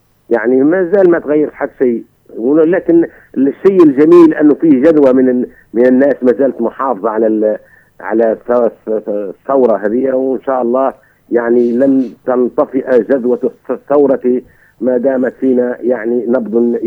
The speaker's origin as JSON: {"language": "Arabic", "region": "Sidi Bouzid", "country": "Tunisia", "said": "انا من سيدي بوزيد"}